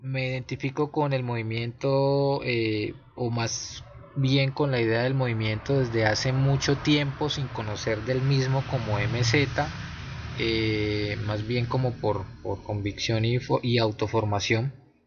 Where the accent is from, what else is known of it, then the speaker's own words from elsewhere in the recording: Palmira, Valle del Cauca, Colombia; Vivo en la ciudad de Palmira, soy del Valle del Cauca, soy de acá incluso de Palmira